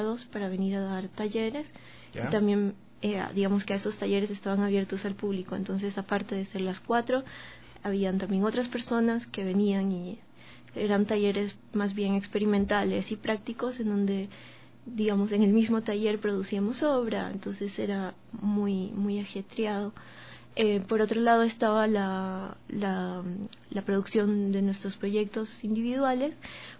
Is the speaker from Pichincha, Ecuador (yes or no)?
no; Portoviejo, Manabí, Ecuador; Yo soy de Puerto Viejo, de Manabí, entonces estaba documentando en Puerto Viejo diferentes tipos de actividades que se dan en lo cotidiano